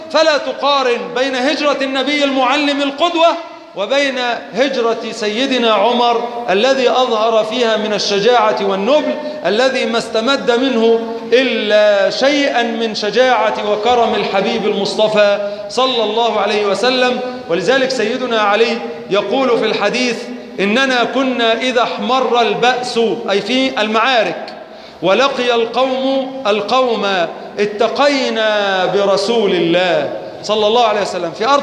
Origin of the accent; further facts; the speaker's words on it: Egypt; اللهم أنزل على بلادنا مصر السقاء والرخاء